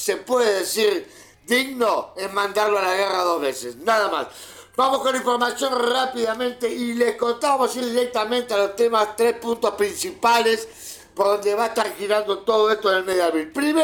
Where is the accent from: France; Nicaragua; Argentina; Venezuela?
Argentina; fecha bastante cara a nuestros sentimientos como argentinos.